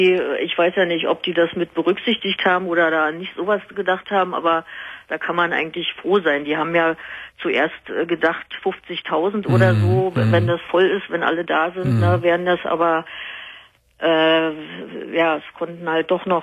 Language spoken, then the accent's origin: German; Berlin, Germany; ich komme aus Berlin